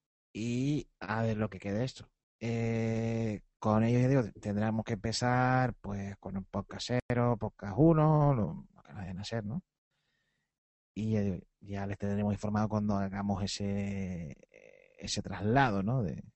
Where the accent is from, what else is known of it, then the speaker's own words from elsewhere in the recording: Canary Islands, Spain; como somos canarios, eso sí, lo de canarios no creo que nos hayan quitado de serlo.